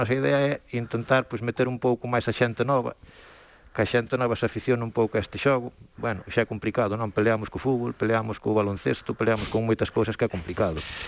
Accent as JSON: {"language": "Galician", "town": "Santa Marta", "region": "Galicia", "country": "Spain", "said": "Parroquia de Río Torto, sí, unha parroquia de Río Torto."}